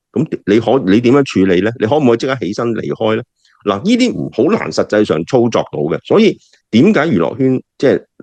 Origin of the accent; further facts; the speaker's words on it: Hong Kong; 甚至做呢啲咁嘅我哋香港人叫 KLF